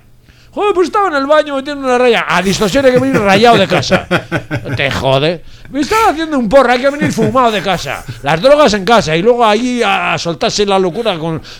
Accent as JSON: {"language": "Spanish", "town": "Bilbao", "region": "Basque Country", "country": "Spain", "said": "como yo ya soy de Recalde y soy bilbaíno, porque la vaca no es donde nace, es donde pace. Y yo llevo ya 13 años en Bilbao"}